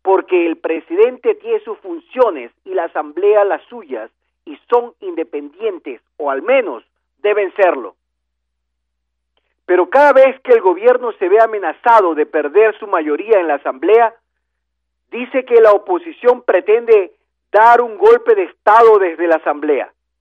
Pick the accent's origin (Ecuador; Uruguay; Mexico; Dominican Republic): Ecuador; que somos los ciudadanos ecuatorianos, los que hemos elegido a los asambleístas para que nos representen en la asamblea